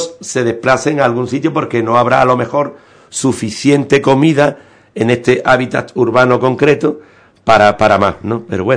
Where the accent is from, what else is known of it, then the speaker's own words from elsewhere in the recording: Ubrique, Andalusia, Spain; me siento como si fuera el primer ubriqueño, el ubriqueño número uno en sentimiento hacia mi pueblo. He vivido mucho en el extranjero y siempre he llevado el nombre de mi pueblo por delante